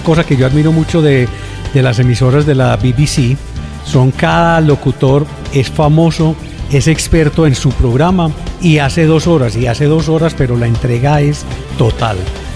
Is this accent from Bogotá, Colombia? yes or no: no; Segovia, Antioquia, Colombia; Nací en Segovia, Antioquia, mucho menos. Más antioqueña que cualquiera de ustedes. Y mis padres son escoceses.